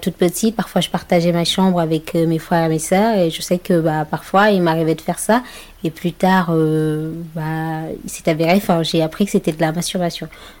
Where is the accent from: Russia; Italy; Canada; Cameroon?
Cameroon; now in France; je suis camerounaise et j'ai 22 ans. Je suis en France depuis 2010, étudiante en master 1